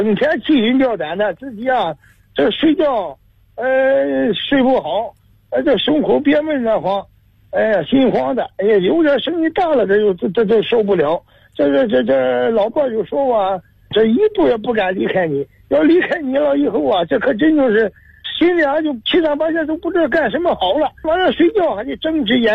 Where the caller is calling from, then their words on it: Xicheng District, Beijing, China; 我是西城区白光路的。